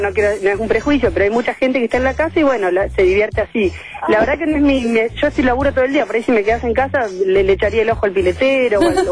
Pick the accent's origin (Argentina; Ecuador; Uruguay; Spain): Argentina; Apóstoles, Misiones; Así que yo soy de Misiones. De un pueblito muy chiquitito que se llama Apóstoles